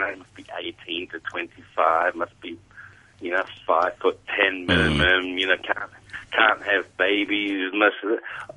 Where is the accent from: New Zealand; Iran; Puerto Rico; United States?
New Zealand; we did my home country, New Zealand, events in March, April this year.